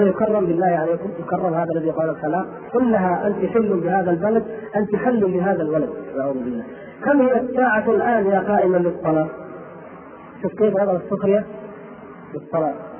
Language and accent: Arabic; Mecca, Makkah Province, Saudi Arabia; بلادي مكة والحمد لله بجوارها